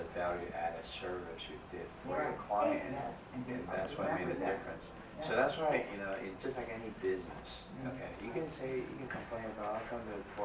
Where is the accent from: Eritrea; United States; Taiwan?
Taiwan; I'm from Taiwan, yeah.